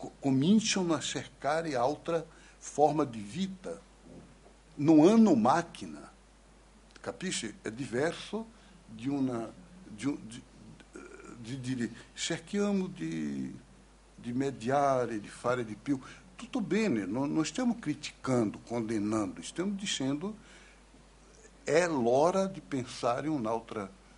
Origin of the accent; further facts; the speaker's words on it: Recife, Pernambuco, Brazil; Italian is a second language; almeno io non sono di São Paulo, sono di Recife